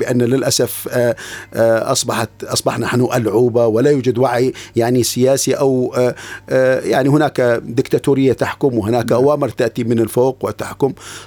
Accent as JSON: {"language": "Arabic", "town": "Manbij", "region": "Aleppo Governorate", "country": "Syria", "tie": "born or raised there", "said": "أنا ابن منبج التي يعيش فيها الكرد والعرب. نعم. والشركس والتركمان، وكلهم. نعم. مع بعضهم، وكلهم متآخين."}